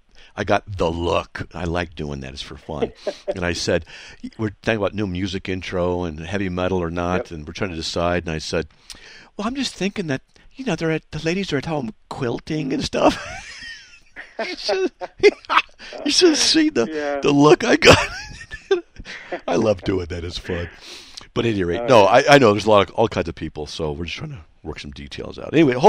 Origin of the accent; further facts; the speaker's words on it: Wyoming, United States; born there; That's right, because I was born in Wyoming.